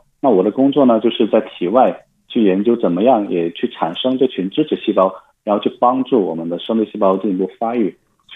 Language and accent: Chinese; Yulin, Guangxi, China; now in Beijing, China; 对，我家乡是广西玉林。